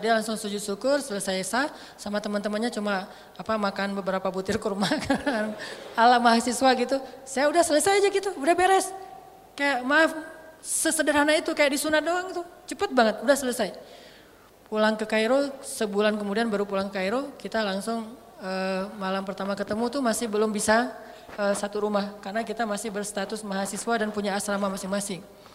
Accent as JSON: {"language": "Indonesian", "region": "Aceh", "country": "Indonesia"}